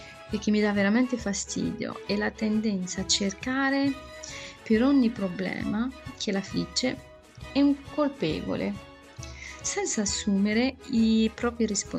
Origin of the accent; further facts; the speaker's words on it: Morocco; francese, italiano, l'inglese scolastico. No, non sono nata in Italia. I miei sono marocchini. Sì, sì, sono marocchina, ma mi sento che appartengo a tutto il mondo.